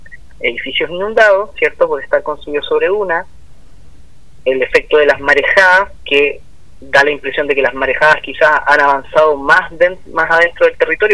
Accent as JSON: {"language": "Spanish", "town": "Viña del Mar", "region": "Valparaíso", "country": "Chile", "said": "aquí en Viña del Mar, yo soy de Viña del Mar, pongo el caso"}